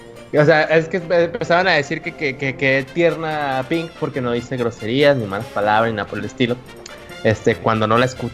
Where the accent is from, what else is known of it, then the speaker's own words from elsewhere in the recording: Mexico; nopales y soy mexa, entonces no tiene tampoco mucho sentido.